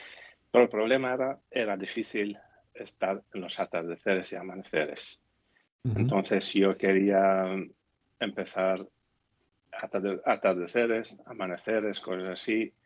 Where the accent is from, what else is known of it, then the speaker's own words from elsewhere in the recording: Spain; now in Gijón, Spain; Soy de origen de Siria, pero llevo toda la vida aquí en España. Vivo en Gijón.